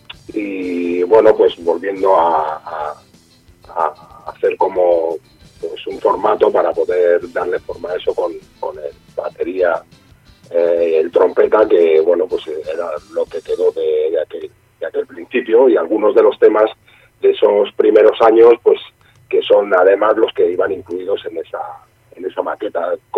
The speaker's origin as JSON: {"language": "Spanish", "town": "Barcelona", "region": "Catalonia", "country": "Spain", "said": "Sí, es un barrio de la periferia, como podría ser de Madrid, Vallecas, por ejemplo."}